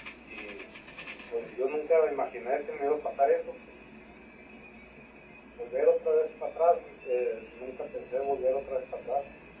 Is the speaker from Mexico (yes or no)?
yes; Sinaloa, Mexico; now in Mexicali, Mexico; como yo soy originario de Sinaloa, quise adaptarme al estado